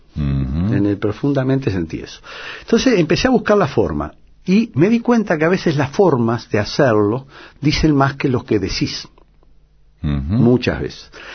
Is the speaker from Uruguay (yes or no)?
yes; Uruguay; now in Buenos Aires, Argentina; Los uruguayos piensan que soy porteño, los porteños que soy uruguayo, porque claro, la mitad de mi vida ha estado acá, mis hijas están acá. Yo no, yo políticamente y históricamente me reconozco como oriental